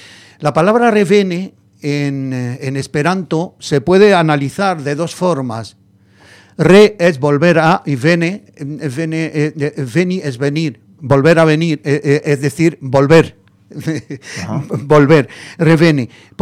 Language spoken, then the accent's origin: Spanish; Granada, Andalusia, Spain; now in Madrid, Spain; Me dice que yo soy Madrid de Granada o Granada de Madrid, que en esperanto significa madrileño a lo granadino o granadino a lo madrileño. Y efectivamente, yo me vine en el año 68, son 50 años. En septiembre hará 50 años que estoy aquí.